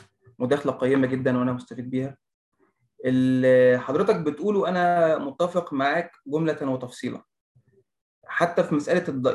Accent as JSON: {"language": "Arabic", "country": "Egypt", "said": "لكن أنا عاوز أقوله لك إن في الثلاث حاجات دول مش موجودين في اللي عندنا في مصر"}